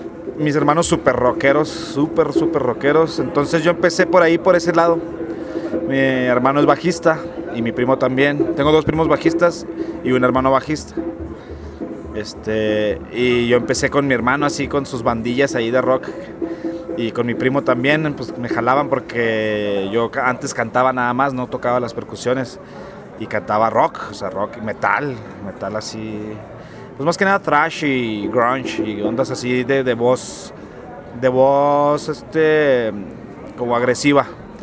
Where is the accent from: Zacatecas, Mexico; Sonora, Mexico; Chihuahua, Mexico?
Chihuahua, Mexico; No, yo soy de la ciudad de Chihuahua. He vivido en muchas partes, pero allá pues realmente ahí fue donde yo nací, crecí gran parte de mi vida.